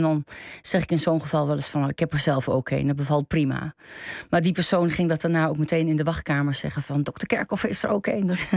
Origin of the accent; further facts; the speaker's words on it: Enter, Overijssel, Netherlands; born there; Dat lag in de bibliotheek in Enter, mijn geboorteplaats.